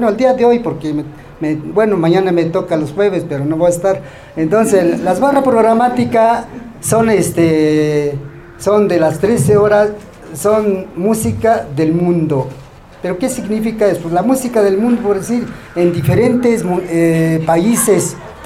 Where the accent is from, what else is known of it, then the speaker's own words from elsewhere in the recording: San Ildefonso, Mexico; Sí, soy nativo de San Ildefonso, yo nací en San Ildefonso. Nací honestamente en una cuna de Ayate, allá en la comunidad de San Ildefonso. Nosotros hablamos la lengua ñañú